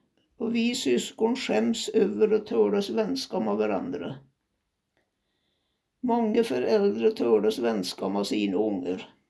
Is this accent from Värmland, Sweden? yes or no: no; Egehem, Dalarna County, Sweden; also born or lived in Storsäten; När jag var 2 år flyttade vi till Egehem, Västerbäcken. Fick senare en bror, Henry.